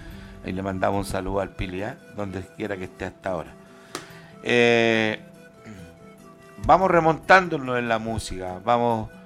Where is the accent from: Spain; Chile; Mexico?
Chile; cuando más grandes somos los chilenos, somos en el dolor